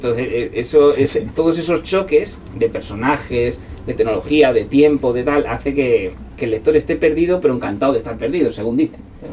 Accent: Toledo, Castilla-La Mancha, Spain; Y además yo soy de Toledo, como sabéis

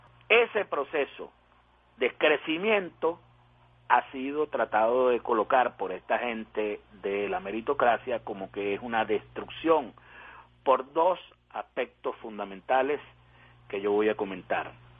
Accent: Venezuela; ya no solo como venezolano

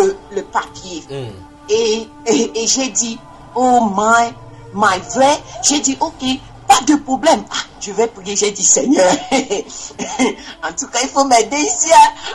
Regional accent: Togo; Et il m'a dit, oh, tu viens d'où? J'ai dit, je viens du Togo.

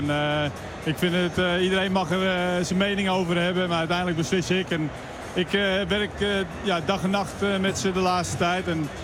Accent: Netherlands; eigenlijk waar wij als Nederlanders denk ik en als Oranje voor staan

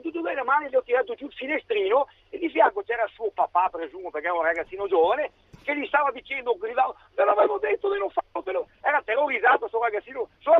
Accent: Vicenza, Veneto, Italy; sono di Vicenza ma sono a Milano tutti i giorni

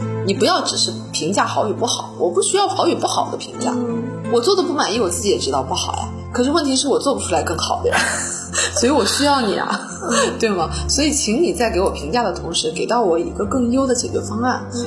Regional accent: Northeast China, China; also born or lived in United States; 美国人啊，他是跟我们中国的东北人，我老家的家乡人非常的相近，是非常热情好客的

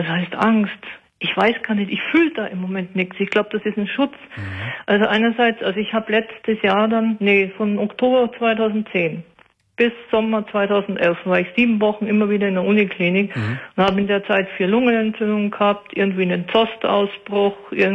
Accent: North Germany, Germany; weil ich bin ja aus Norddeutschland runtergezogen. Das heißt, meine ganzen Freunde waren in Norddeutschland

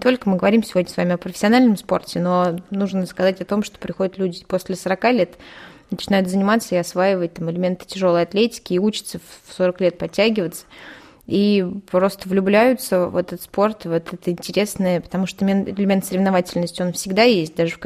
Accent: Vichuga, Ivanovo Oblast, Russia; born there; now in Shuya, Russia; Я живу сейчас в ШУ, я родилась в Вичуге, и знаю, что Вичуга тоже очень спортивный город

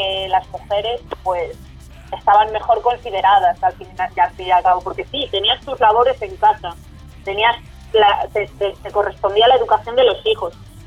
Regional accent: Soria, Castile and León, Spain; Yo, por ejemplo, que soy de Soria y tengo una ciudad celtíbera al lado, que es Numancia.

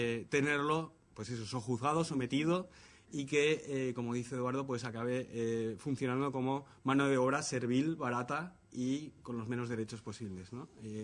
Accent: Valencia, Valencian Community, Spain; Recuerdo perfectamente movilizaciones en la ciudad de donde yo vengo, en Valencia

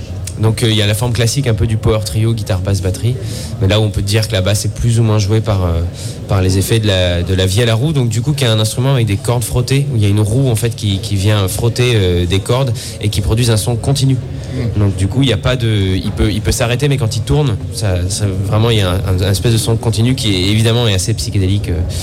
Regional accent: Nouvelle-Aquitaine, France; qui a un rapport avec ce qu'on vit au quotidien chez nous en Corrèze, quoi.

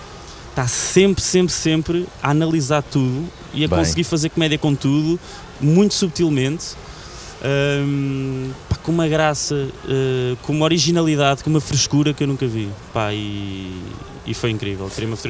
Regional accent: Portugal; disse, pá, eu vim de Portugal e tal, não sei o quê.

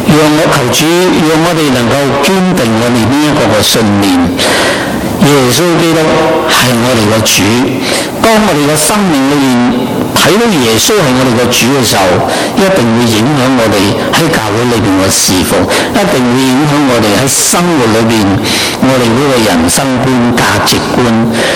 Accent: China; 我们回到我们中国人的文化里面呢

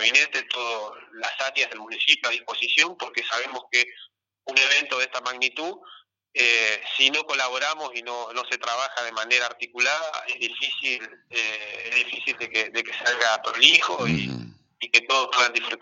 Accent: Concordia, Entre Ríos, Argentina; poner orgullosos como ciudadanos que somos de Concordia

